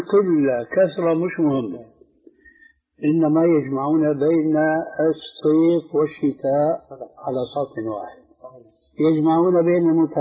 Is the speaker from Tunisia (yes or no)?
no; Syria; فالآن كما يقولون أيضا عندنا في سوريا بصوت أحمدي يعني واسع في حرية كاملة